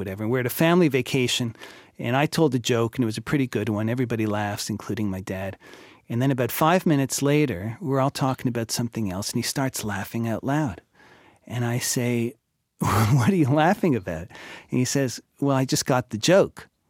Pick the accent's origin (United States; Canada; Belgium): Canada; Montreal, Quebec; I grew up in Montreal